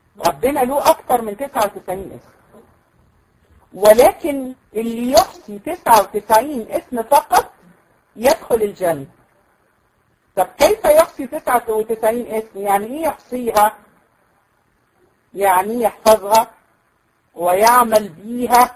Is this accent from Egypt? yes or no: yes; Egypt; لان احنا عندنا في مصر مثلا اسماء كتيره جدا